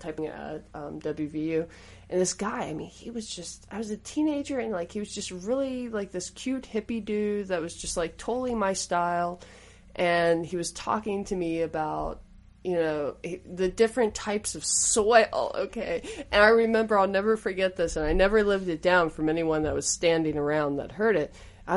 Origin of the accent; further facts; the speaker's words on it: West Virginia, United States; and I'm from West Virginia, just so everyone knows.